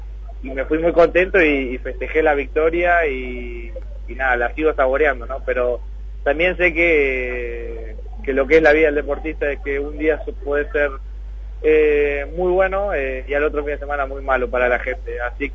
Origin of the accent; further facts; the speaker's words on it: Argentina; moved away as an adult; now in Spain; más que nada siendo argentinos